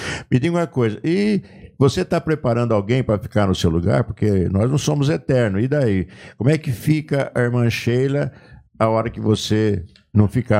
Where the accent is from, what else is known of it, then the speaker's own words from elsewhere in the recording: Leme, São Paulo, Brazil; Um exemplo lá da minha cidade, de Leme